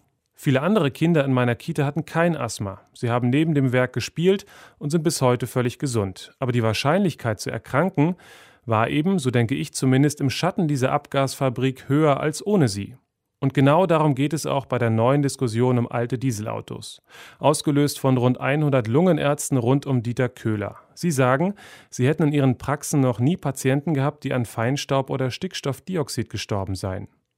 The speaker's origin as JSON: {"language": "German", "region": "East Germany", "country": "Germany", "tie": "born or raised there", "said": "Ich bin in der DDR groß geworden"}